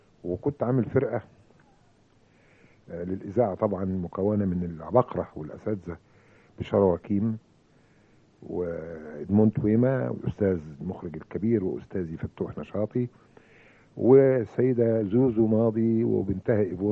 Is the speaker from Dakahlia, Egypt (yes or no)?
yes; Mansoura, Dakahlia, Egypt; وصباح القشطة والفل والياسمين يا منصورة يا بلدي ومسقط راسي.